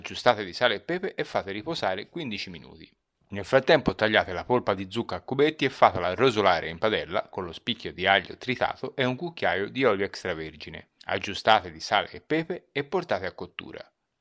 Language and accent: Italian; Florence, Tuscany, Italy; Oggi ancora di più da Fiorentino Doc mi scatta la polemica e l'accento diventa vernacolo.